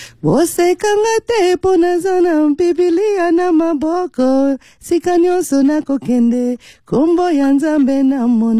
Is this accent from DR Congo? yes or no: yes; DR Congo; Congolese music. We still claim up to today to be number one in Africa in terms of music.